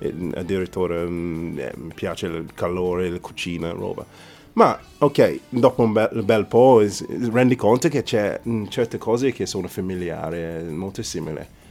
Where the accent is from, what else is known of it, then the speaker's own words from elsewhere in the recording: Nottingham, East Midlands, United Kingdom; Italian is a second language; now in Italy; No, sono inglese.